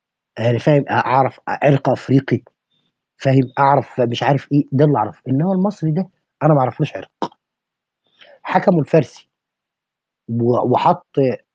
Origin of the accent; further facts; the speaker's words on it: Egypt; انا كمصري بقى انا عرق مصري منحدر من نسل ايه؟ انا منحدر من نسل ايه؟ انا عايز اعرف، يعني انا شخصيا عايز اعرف انا منحدر من نسل ايه؟ انا واحد انا شخصيا امي نوبيه